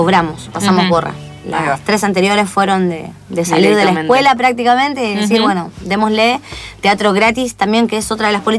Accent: Chile; now in Argentina; que yo soy chilena. Uh-huh. Y me sorprende que acá en el teatro, acá argentino

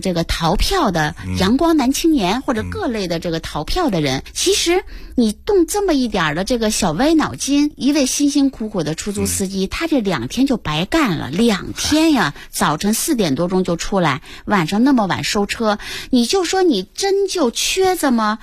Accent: Beijing, China; 咱们北京人不是就耗着抹不开面吗

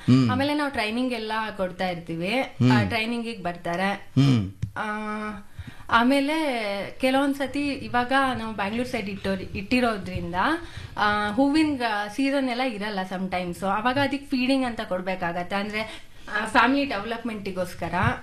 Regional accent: Sagar, Karnataka, India; Actually ನನ್ನ ಊರು ಸಾಗರ.

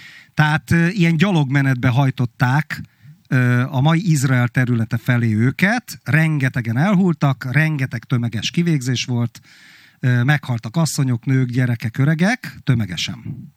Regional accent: Hungary; Pedig én abban nevelkedtem, hogy Magyarországgal, meg a magyarsággal mennyire kibasztak, és mennyire szörnyű a Trianon, és egyébként máig szörnyűnek tartom Trianont. Igen, magyar vagyok, mert fáj Trianon.

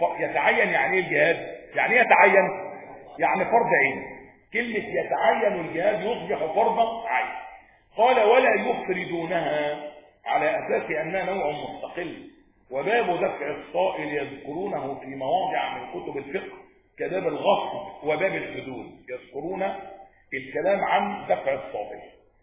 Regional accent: Egypt; احنا عندنا في مصر هنا يهود بيدخلوا بموجب المعاهده،

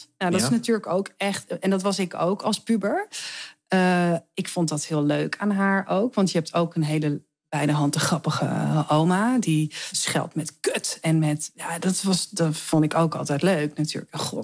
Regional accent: Heemskerk, North Holland, Netherlands; Ik groeide op in Heemskerk.

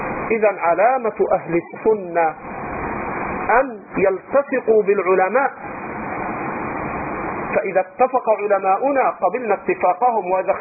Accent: Egypt; الخوارج الآن عندنا في مصر

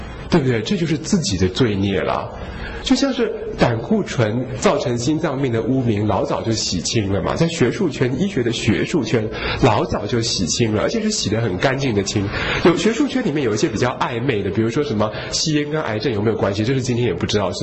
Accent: Taiwan; 而且我常常说我们台湾人是高度受恐惧统治的民族啦

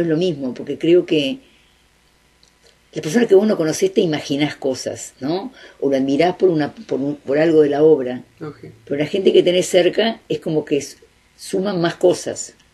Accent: Uruguay; Yo soy muy uruguaya. Me gusta vivir acá

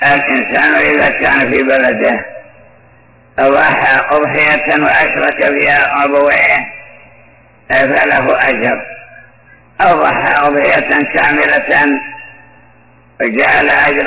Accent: Iraq; في بعض البلدان ومنها بلدي العراق

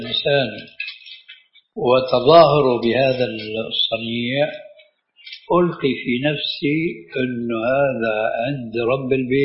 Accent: Syria; أهلا وسهلا ومرحبا من الكلام هذا المعروف عندنا بالشام

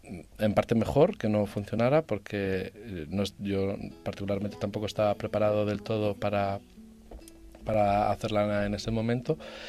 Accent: Barcelona, Catalonia, Spain; sí que es verdad que los dos somos de Barcelona, escritores y todo aquello

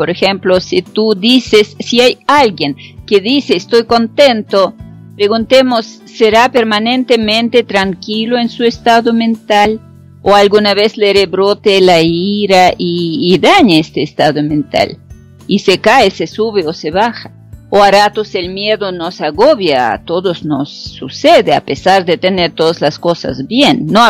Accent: Russia; aunque soy rusa, quisiera ser italiana porque adoro Italia

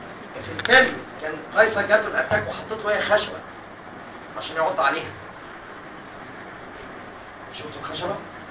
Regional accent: Egypt; Actually, عندنا في مصر لازم تثبت انك epileptic عشان تاخد رخصة عمالة

